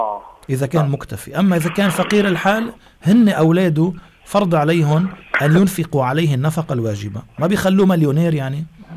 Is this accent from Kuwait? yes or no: no; Lebanon; وبتعرفي في بعض البلدان مثل بلادنا لبنان